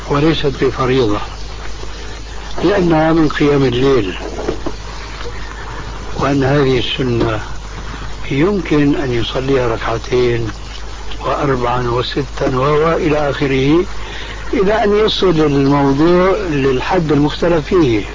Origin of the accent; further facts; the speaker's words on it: Syria; كما يقولون عندنا في الشام